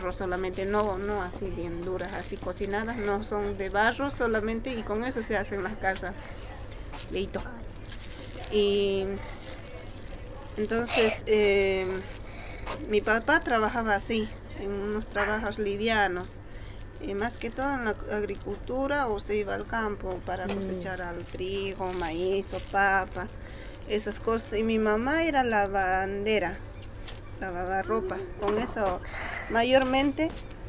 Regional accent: Quilaquila, Chuquisaca, Bolivia; born there; el lugar es un pueblito de la ciudad de Sucre, de allá de Bolivia.

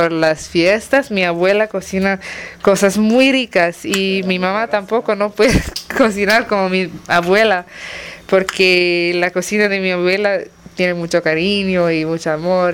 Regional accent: Singapore; soy de Singapur.

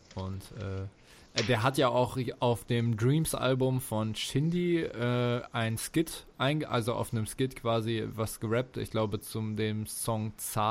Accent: Bielefeld, North Rhine-Westphalia, Germany; die Nachbarstadt meiner Heimatstadt

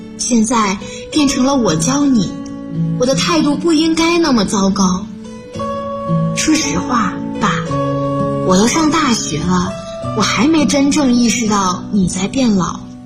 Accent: Shenzhen, Guangdong, China; now in Nanjing, China; 来自深圳，我在南京大学，距离我的家乡1300公里

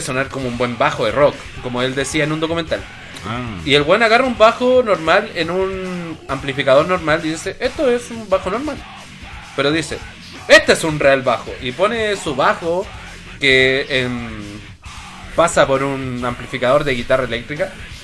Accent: Chile; como buen chileno, como todos lo hacemos.

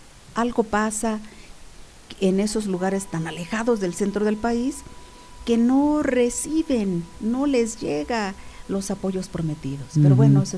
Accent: Veracruz, Mexico; moved away; porque yo soy originaria de Veracruz, yo nací en Veracruz. Y llego al estado de Guerrero con mi familia, papá, mamá, hermanos

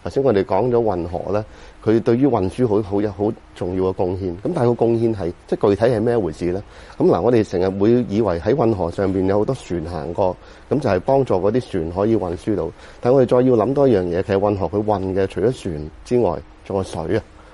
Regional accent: China; 咁我哋中國人咧，好早就發明咗水閘啊。

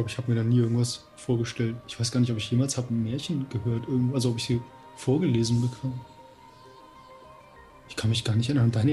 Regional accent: Hanau, Hesse, Germany; Ich komme aus der HU. Hessisch-Uganda. Hanau hat das Kennzeichen HU.

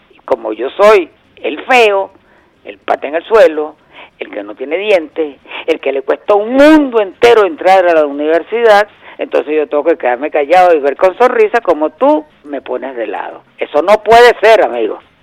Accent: Venezuela; lo que nosotros tenemos que ver como venezolanos

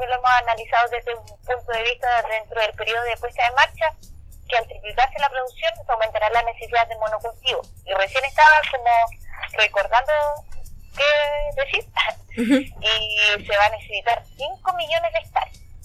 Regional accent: Laraquete, Biobío, Chile; Yo provengo de la localidad de Larraquete, que es como una caleta que está al norte de esta empresa.

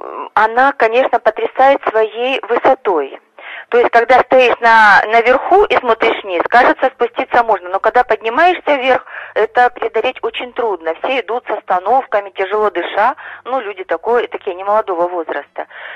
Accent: Taganrog, Rostov Oblast, Russia; Я из Таганрога.

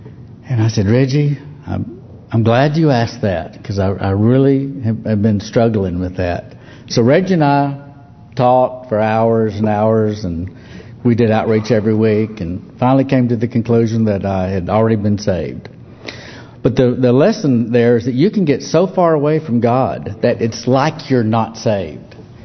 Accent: Lubbock, Texas, United States; born there; Well, I was born in 1951. So I have him beat. I was born in Lubbock, Texas. And Lubbock is the most Republican, conservative county in all of Texas.

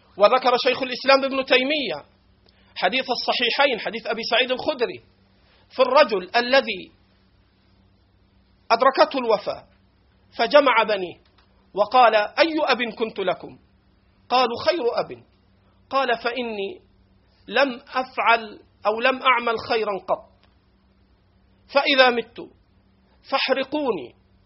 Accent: Egypt; accent: Egyptian; على لهجتنا المصرية

